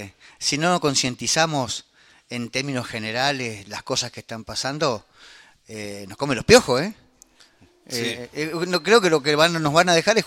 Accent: Puerto Madryn, Chubut, Argentina; ¿Sabe que yo soy nativo de Madryn?

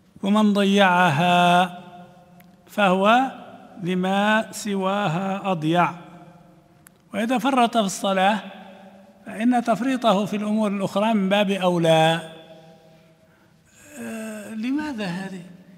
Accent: Libya; ما كانتش هذه عندنا في ليبيا

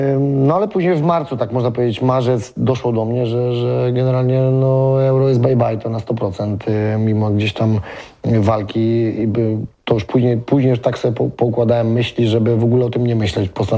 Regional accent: Płock, Masovian Voivodeship, Poland; Tak, tu Słupno-Płock, bo można powiedzieć, że w Płocku byłem urodzony i wychowany

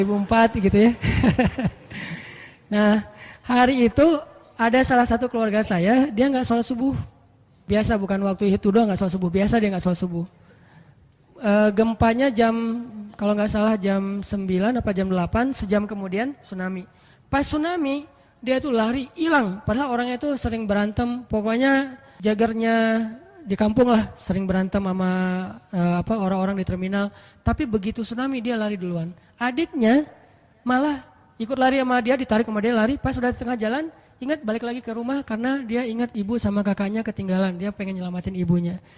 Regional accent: Aceh, Indonesia; Dan keluarga saya juga ada yang kejadian pas tsunami dulu di Aceh, kan saya dari Aceh.

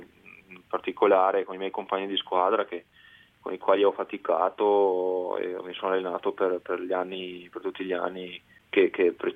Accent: Roana, Veneto, Italy; un bellissimo impianto da ghiaccio a Roana, mio paese, che è stato fatto anche grazie ai miei risultati

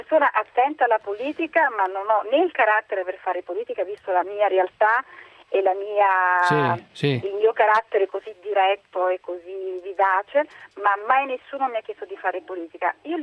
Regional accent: Naples, Campania, Italy; Guardi, io vengo da Napoli, eh.

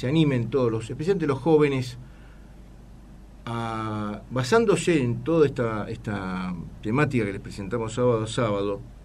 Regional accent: Buenos Aires, Argentina; Si bien somos argentinos también, tenemos doble nacionalidad, doble formación y luchamos por y bregamos por desarrollo nuestro personal, integrar en todos los aspectos, acá como porteños

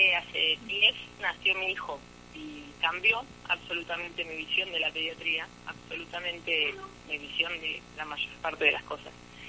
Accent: Buenos Aires, Argentina; yo soy de Capital, estoy en Núñez

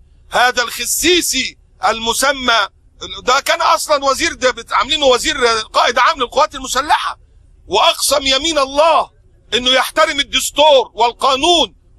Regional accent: Egypt; في عندنا في مصر الناس بتشرب عصير برسيم، مش بياكلوا برسيم

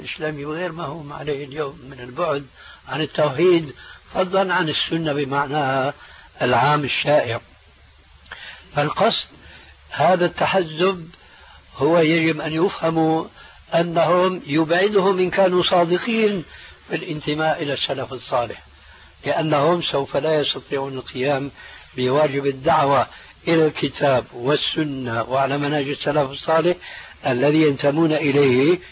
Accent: Syria; بلدي يعني سوريا

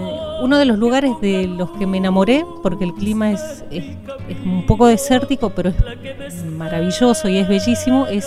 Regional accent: San Fernando del Valle de Catamarca, Catamarca, Argentina; Yo soy de la capital, soy nacida en San Fernando del Valle. Y bueno, conozco varios lugares de todos modos dentro de Catamarca mismo.

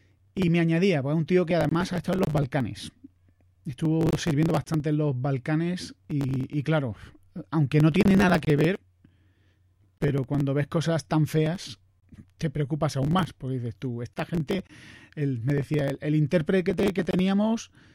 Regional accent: Andalusia, Spain; Tengo amigos gallegos y yo encima soy andaluz, que es como dentro del espectro español.

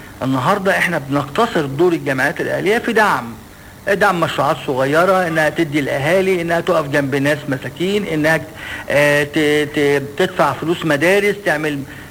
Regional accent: Egypt; ولكن احنا كمصريين عندنا حاجة مش كويسة ان احنا بنستعجل النتائج.

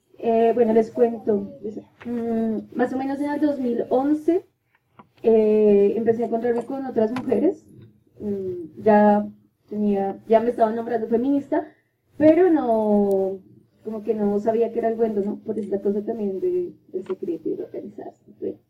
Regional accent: Colombia; por el contexto en el que estoy y en el que crecí, que es acá en Colombia

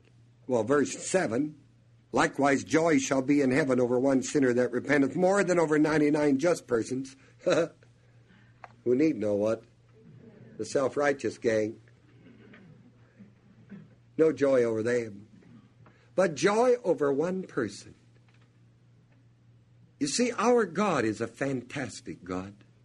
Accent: New Knoxville, Ohio, United States; born there; I was born in New Knoxville.

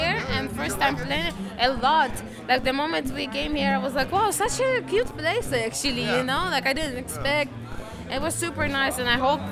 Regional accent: Ukraine; But I was born and raised in Ukraine.

